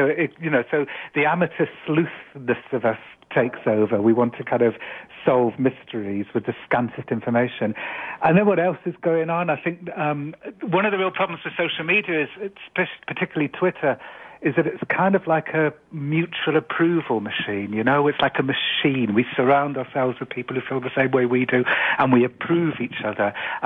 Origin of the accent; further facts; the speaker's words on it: England, United Kingdom; I'm an Englishman.